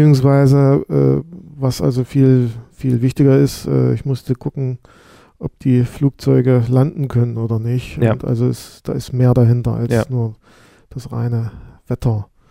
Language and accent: German; Saxony, Germany; born there; Ich bin gebürtiger Sachse. Ich habe allerdings einige Zeit auch zum Teil im Ausland beziehungsweise in Mainz gearbeitet.